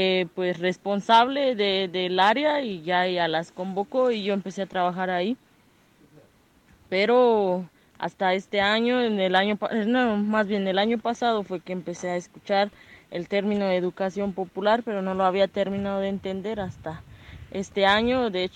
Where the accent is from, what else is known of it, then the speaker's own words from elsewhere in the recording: Guatemala; Yo soy de acá, de Guatemala